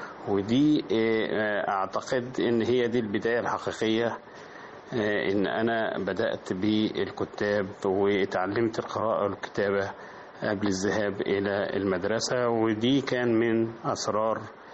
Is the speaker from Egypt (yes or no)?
yes; Bani Ghalib, Asyut Governorate, Egypt; المكان الطفولة والذكريات هي قريتي في صعيد مصر اسمها بني غالب، ده تبع مركز أسيوط ومحافظة أسيوط، وده اللي أنا نشأت فيها وتعلمت فيها بداية من الكتاب والمرحلة الابتدائية،